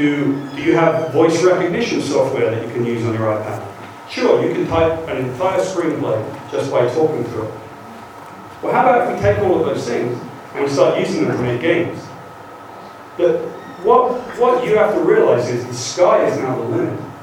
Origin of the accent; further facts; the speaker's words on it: United Kingdom; accent: British; now in United States; British accent, and I live in America.